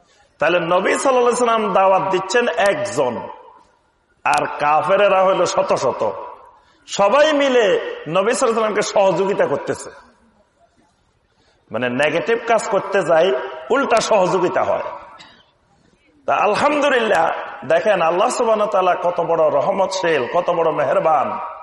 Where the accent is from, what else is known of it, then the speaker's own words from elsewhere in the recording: Feni, Chittagong Division, Bangladesh; আমার বাড়ি হলো সুদূর ফেনী নোয়াখালী অঞ্চলে, তাহলে আমার কথাবার্তার মধ্যে আপনাদের কথাবার্তা একটু পার্থক্য আছে, কিছুটা আছে।